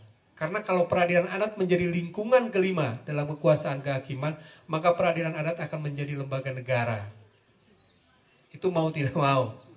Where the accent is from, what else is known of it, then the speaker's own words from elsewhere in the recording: Java, Indonesia; Saya ketika di Aceh pun orang kaget, saya orang Jawa.